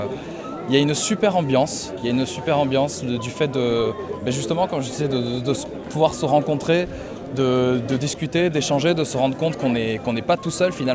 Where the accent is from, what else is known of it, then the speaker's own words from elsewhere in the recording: Toulouse, Occitanie, France; je viens de Toulouse.